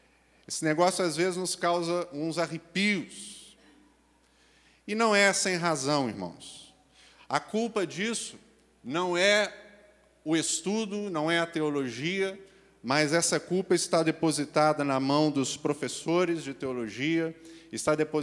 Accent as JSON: {"language": "Portuguese", "country": "Brazil", "said": "porque nós somos brasileiros."}